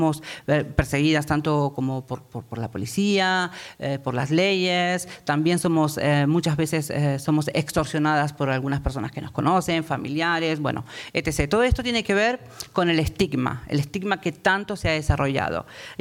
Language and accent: Spanish; Argentina; now in Spain; yo tengo doble nacionalidad, soy argentina, española. Ahora migro como española a Europa porque hay más dinero. ¿Qué voy a hacer aquí? En un tiempo migré de Argentina para aquí porque había más dinero aquí.